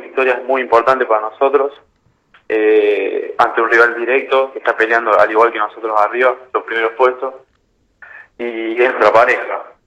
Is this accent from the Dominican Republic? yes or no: no; Córdoba, Argentina; de chico jugué en Municipal, un club de barrio ahí de Córdoba.